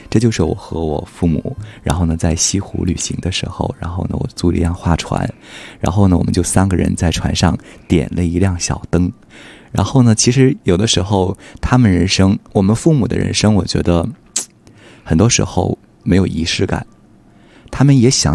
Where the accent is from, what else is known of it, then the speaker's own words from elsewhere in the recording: Weihai, Shandong, China; 在我们老家山东威海买了一个小房子